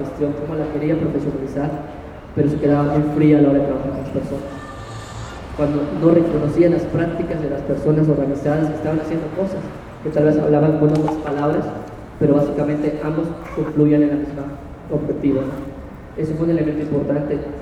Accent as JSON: {"language": "Spanish", "town": "Mérida", "region": "Yucatán", "country": "Mexico", "said": "Vengo de la Ciudad de Mérida, Yucatán"}